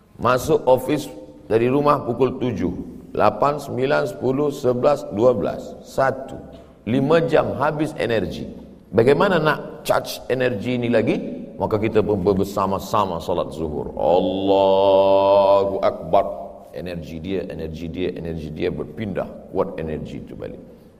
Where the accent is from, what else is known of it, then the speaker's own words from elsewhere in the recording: Indonesia; Dari Indonesia.